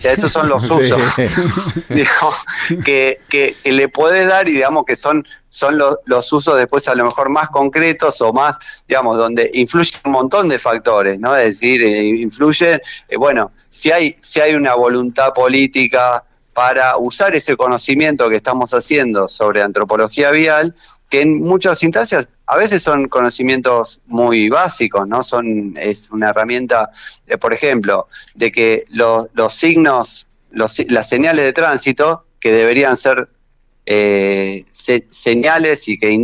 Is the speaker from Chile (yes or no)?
no; Argentina; Somos argentinos, donde hay una rebeldía a la autoridad